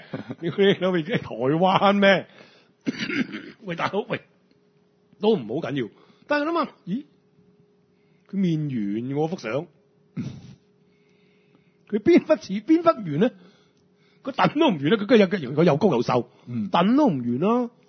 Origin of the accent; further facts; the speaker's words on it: Hong Kong; 佢知道我香港人嚟㗎嘛